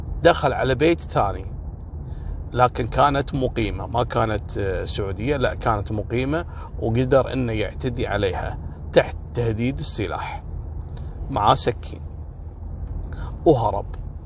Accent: Kuwait; وهذا اللي حصل عندنا في الكويت هنا كذلك عن محش حولي.

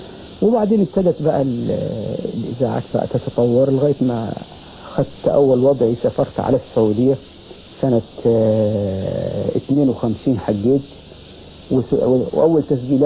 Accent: Armant, Qena Governorate, Egypt; أنا والله من الصعيد من بلد اسمها أرمنت محافظة قنا.

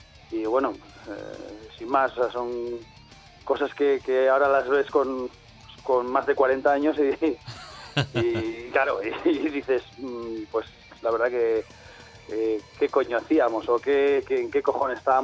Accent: Miranda de Ebro, Castile and León, Spain; Yo soy de Miranda de Ebro.

